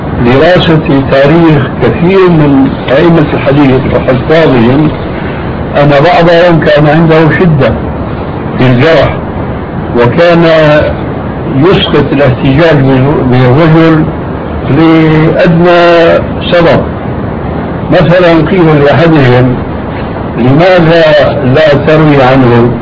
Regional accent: Syria; وهذا كان إله قريب عندنا في سوريا

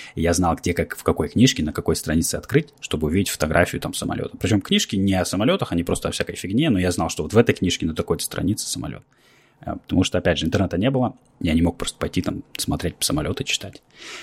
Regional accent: Russia; now in United States; но я, приехав из России

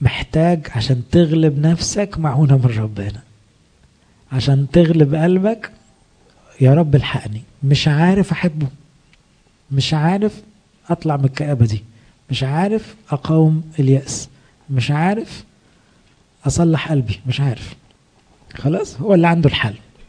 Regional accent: Egypt; مشكلتنا كمصريين كمان ان احنا نتحسر على روحنا بسرعة

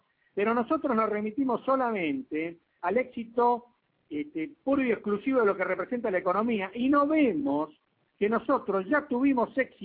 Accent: Argentina; como somos argentinos, nosotros tenemos el estigma de que no podemos hacer nada bien

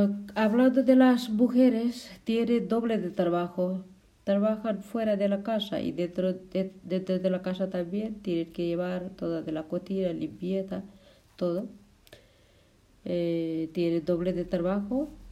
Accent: Nepal; now in Valencia, Spain; soy de Nepal, vivo aquí en la plaza de Saidia, Valencia.

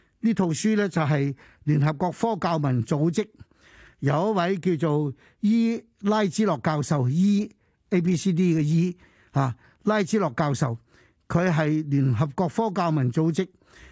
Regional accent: China; 喺我哋過去一千年啊不斷教導我哋中國人沉澱呢個文化呢係幾咁重要

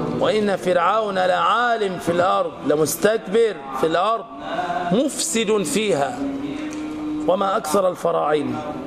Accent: Egypt; يعني مش عشان احنا مصريين

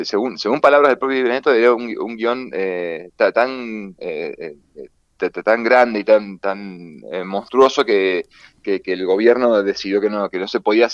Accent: Mendoza, Argentina; a mí lo personal me dolió un poquito, digo en lo personal, como mendocino

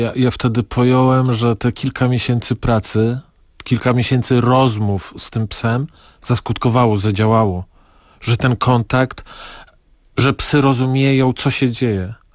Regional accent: Podlaskie Voivodeship, Poland; No ja jestem z Podlasia, a ta tkliwość jest szczególna

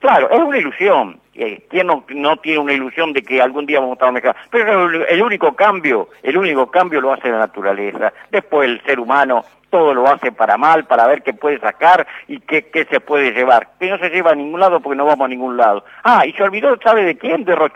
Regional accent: San Nicolás, Buenos Aires Province, Argentina; Yo vivo en San Nicolás, soy de San Nicolás, nicoleño

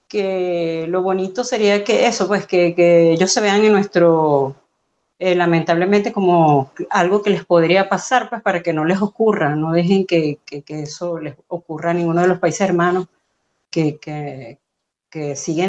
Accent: Venezuela; aunque yo soy venezolana, mi mamá era venezolana, pero mi papá era peruano

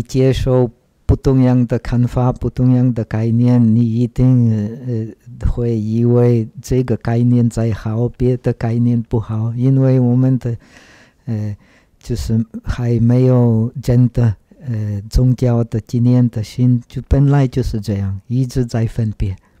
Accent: Czechia; Chinese is a second language; 其实我长大在捷克，捷克以前是社会主义的国家。那个时候，我们捷克人没有机会出国。

